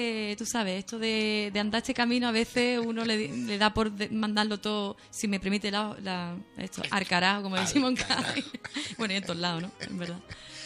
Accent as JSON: {"language": "Spanish", "town": "Cádiz", "region": "Andalusia", "country": "Spain", "also_born_or_lived": "Canary Islands / Granada", "moved": "yes", "said": "yo vengo de Cádiz, pero yo he vivido en diferentes sitios. He estado viviendo en Canarias, donde grabé la mayoría de estos temas."}